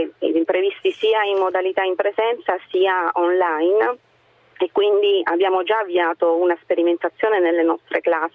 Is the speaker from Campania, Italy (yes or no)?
no; Apulia, Italy; non vengo dal Trento, io sono della provincia di Lecce.